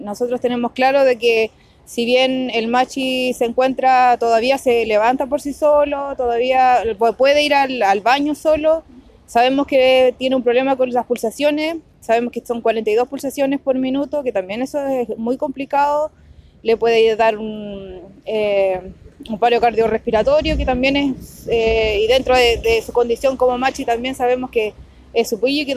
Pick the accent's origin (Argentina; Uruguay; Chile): Chile; Nueva Imperial, Araucanía; Soy de Nueva Imperial, Traitreco Guardia Meu.